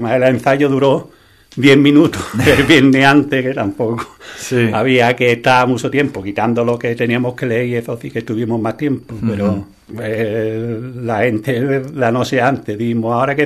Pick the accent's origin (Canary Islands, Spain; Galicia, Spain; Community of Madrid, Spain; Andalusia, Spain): Andalusia, Spain; yo me siento andaluz, tengo un carácter así abierto, ¿no? Alegre, yo qué sé, que algo el tiempo y el vivir aquí no hace ser así.